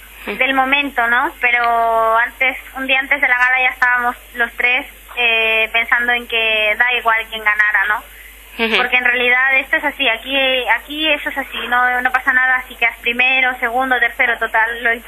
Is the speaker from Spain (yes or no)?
yes; Catalonia, Spain; aquí hay mucha gente en mi situación, ¿no? Llevamos aquí toda la vida, ¿no? Y todos mis recuerdos, toda mi infancia, toda mi adolescencia está aquí, mis amigos, mi vida, mi colegio.